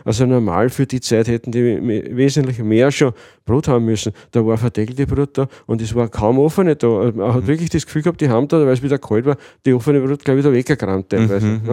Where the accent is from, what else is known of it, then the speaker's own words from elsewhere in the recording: Lower Austria, Austria; Weil bei uns im Weinviertel, man sieht eh, es gibt genug Windrallen und es gibt also Unmengen Wind.